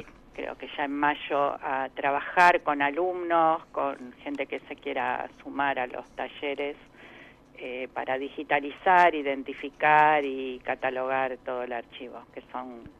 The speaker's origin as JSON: {"language": "Spanish", "country": "Argentina", "said": "No quiero hablar de que lo que nos pasa como argentinos es el centro del mundo."}